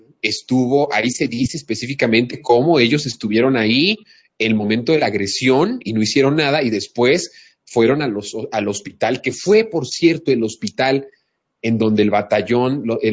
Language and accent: Spanish; Mexico; como ciudadanos, como mexicanos, con nuestra propia identidad entre nosotros mismos